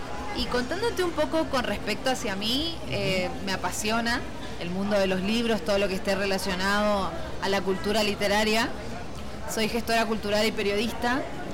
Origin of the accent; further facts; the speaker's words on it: Corrientes, Argentina; vengo del norte. La gente a veces asimila, bueno, una es argentino de Buenos Aires. No, vengo de una provincia de Corrientes, que está al norte de la Argentina.